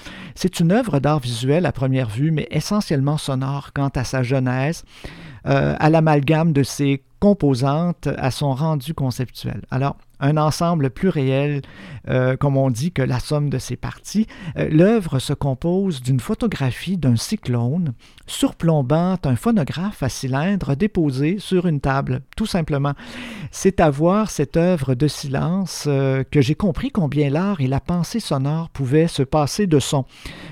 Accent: Quebec, Canada; Chez nous, au Québec, on a quelques pionniers de cette forme de création

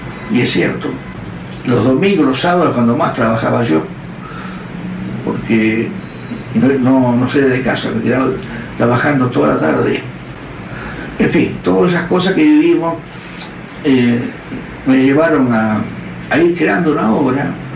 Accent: Rosario, Santa Fe, Argentina; nací en Rosario en 1926. Viví gran parte de mi vida en Rosario, aunque he viajado, he vuelto siempre.

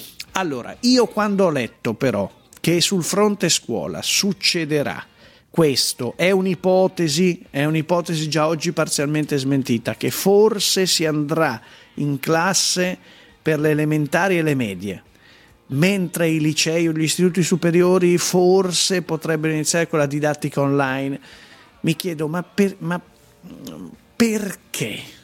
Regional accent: Milan, Lombardy, Italy; vorrei capire se mi conviene da milanese, quindi lombardo, andare in giro

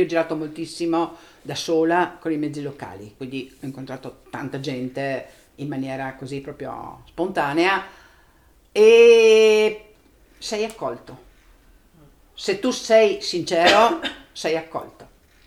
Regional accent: Trieste, Friuli-Venezia Giulia, Italy; born there; ovviamente sono nata a Trieste, vivo a Trieste, quindi sono nata in un certo tipo di cultura, e quindi chiaramente sono nata dentro alla cultura cristiana cattolica, per forza di cose.

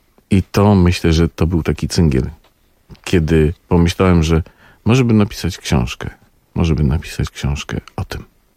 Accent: Lower Silesian Voivodeship, Poland; Ja pochodzę z Dolnego Śląska, tam ludzie są zewsząd. Moja rodzina też pochodzi zewsząd

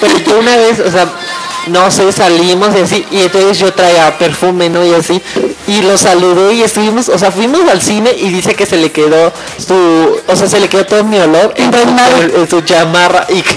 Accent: Mexico; nos pasa a mí, por ejemplo, como mexicano y como no dominante del idioma inglés.

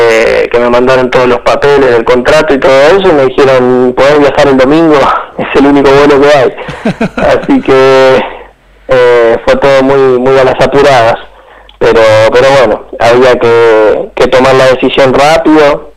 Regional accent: Argentina; En este plantel nos toca, somos 8 argentinos

